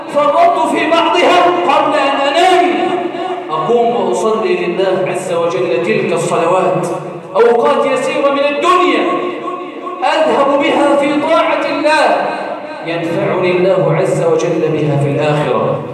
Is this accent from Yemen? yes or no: no; Egypt